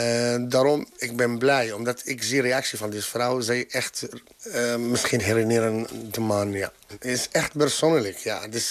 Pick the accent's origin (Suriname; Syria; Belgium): Syria; Latakia, Latakia Governorate; Dutch is a second language; now in Netherlands; Latakia is mijn stad in Syrië. Ik ben hier van 9 jaar geleden, origineel. Ik kom uit Syrië, daarom.